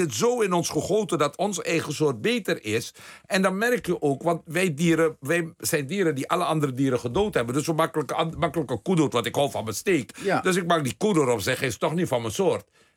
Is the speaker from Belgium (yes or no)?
no; Suriname; ik ben opgegroeid in Suriname met hoogopgeleide mensen